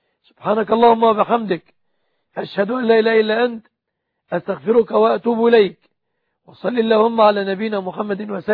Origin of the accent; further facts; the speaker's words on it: Egypt; وأسأل الله سبحانه أن يحفظ بلادنا مصر آمنة مطمئنة